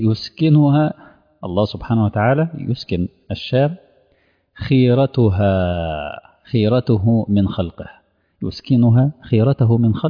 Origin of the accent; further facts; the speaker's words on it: Egypt; منطقة العريش عندنا في مصر